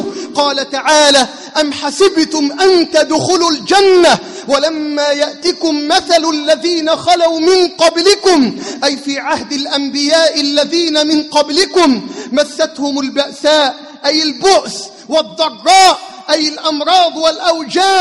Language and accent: Arabic; Egypt; بلدنا مصر